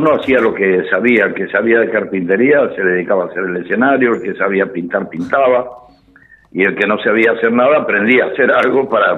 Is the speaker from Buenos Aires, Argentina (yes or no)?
yes; Buenos Aires, Argentina; yo vivía a 3 cuadras, yo soy del barrio del Retiro. Sí. Estábamos en Córdoba y San Martín, y yo vivía en Reconquista y Paraguay.